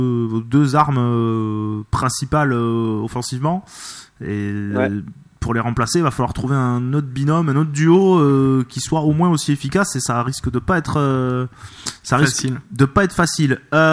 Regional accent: Bordeaux, Nouvelle-Aquitaine, France; En tant que Bordelais

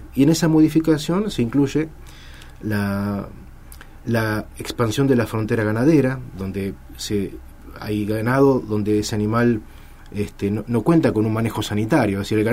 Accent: Argentina; Nosotros como argentinos tenemos el deber de defender nuestro patrimonio natural.

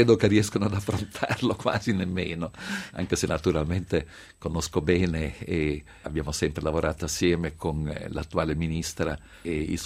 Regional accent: Genoa, Liguria, Italy; non perché sono genovese

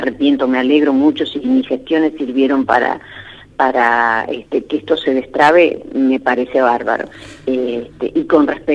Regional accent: Luis Beltrán, Río Negro, Argentina; now in Choele Choel, Argentina; yo vivo en Choele. O sea, yo vivo en Choele, soy de Beltrán, pero vieron ustedes que esto de ser de Beltrán y de Choele es casi lo mismo, porque estamos a 12 kilómetros, y vivo en Choele desde que me recibí

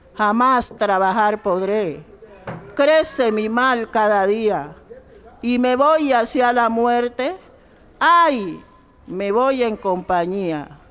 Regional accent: Buenaventura, Valle del Cauca, Colombia; now in Cali, Colombia; Nosotros nos vinimos de Buenaventura, mi hermano tenía su negocio, llegamos a vivir a esta ciudad y era una situación muy difícil.

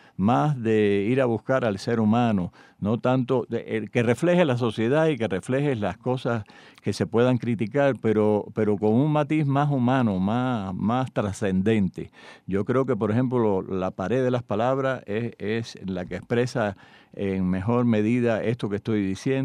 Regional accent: Cuba; un análisis de la cubanía, un análisis de cómo somos los cubanos.

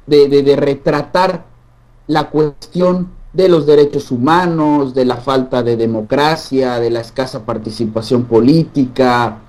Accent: Querétaro, Mexico; now in Chongqing, China; soy de Querétaro, una provincia muy cerca de la Ciudad de México. Actualmente me encuentro en una ciudad que se llama Chongqing. Está a unas, digamos, unas 5 horas en camión del Tíbet. Está en el occidente de China

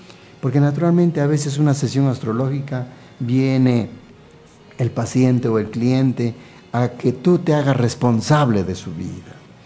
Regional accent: Peru; born there; moved away; also born or lived in Venezuela / United States; yo nací en el Perú, ¿no? Viví en Venezuela cerca de 10 años. Estuve en Estados Unidos también.

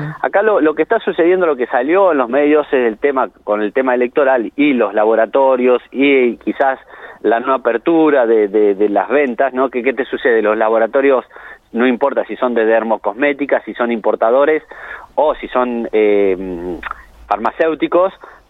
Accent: Argentina; todos de alguna manera como argentinos pensemos en un solo

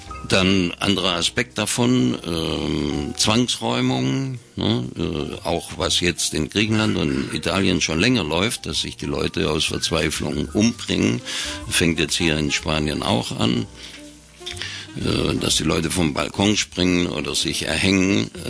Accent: Baden-Württemberg, Germany; wie man bei uns im Schwabenland sagt

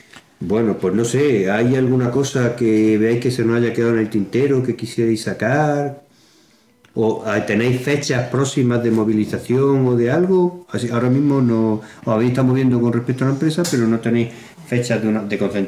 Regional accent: Deifonte, Andalusia, Spain; mi pueblo, en Deifonte.

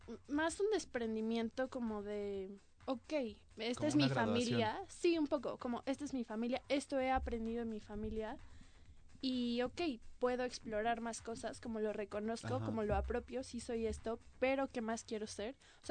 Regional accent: Mexico; principalmente tal vez como mexicanos, no sé si en otros, no sé cómo sea en otros lugares, pero pienso como que en México hay una importancia familiar como muy grande

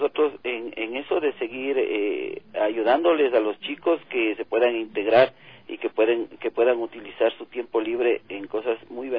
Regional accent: Ecuador; somos ecuatorianos, somos latinos

